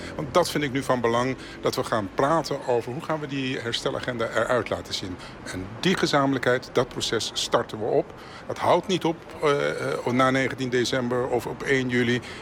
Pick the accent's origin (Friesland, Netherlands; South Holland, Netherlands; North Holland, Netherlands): North Holland, Netherlands; Amsterdam; born there; Ik ben geboren in Amsterdam, dat klopt. Maar mijn beide ouders zijn afkomstig Suriname.